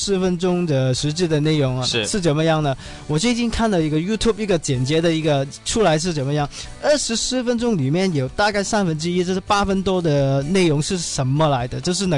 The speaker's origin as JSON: {"language": "Chinese", "country": "Hong Kong", "said": "我作为一个香港人"}